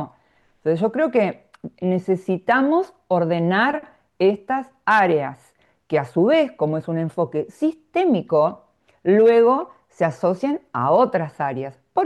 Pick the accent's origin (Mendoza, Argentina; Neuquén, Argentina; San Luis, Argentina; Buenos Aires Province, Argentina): Buenos Aires Province, Argentina; Mar del Plata; yo soy de Mar del Plata, de Argentina, ¿no?